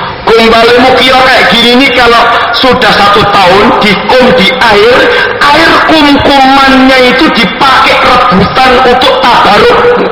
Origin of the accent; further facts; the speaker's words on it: Surakarta, Central Java, Indonesia; Saya orang Solo.